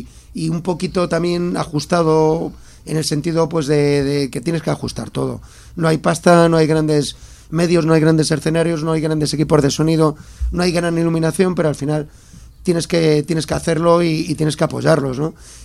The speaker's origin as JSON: {"language": "Spanish", "town": "Ourense", "region": "Galicia", "country": "Spain", "said": "Sí, hombre, y aparte soy de Orense, joder."}